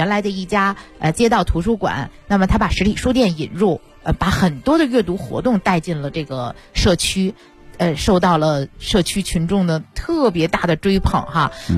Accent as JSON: {"language": "Chinese", "region": "Beijing", "country": "China", "said": "我们北京人读书最大的来源是朋友的推荐。"}